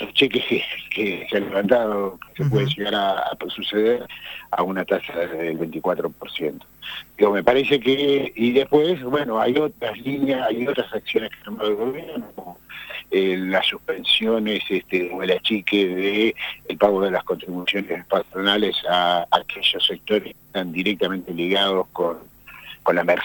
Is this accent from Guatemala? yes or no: no; Argentina; cuánto nos va a golpear a nosotros como argentinos